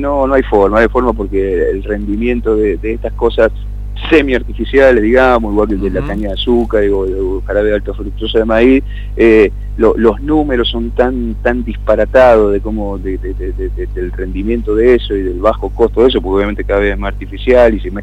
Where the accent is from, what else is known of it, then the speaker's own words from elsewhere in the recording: Buenos Aires, Argentina; y lo digo como porteño que soy, nacido en Parque Patricio